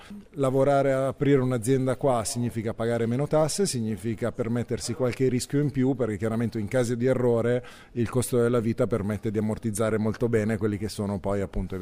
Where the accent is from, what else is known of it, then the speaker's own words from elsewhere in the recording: Lombardy, Italy; now in Izmir, Turkey; ho 37 anni, sono della provincia di Varese. Qua a Izmir ho fondato un'azienda di consulenza in comunicazione e marketing sul tema della bicicletta.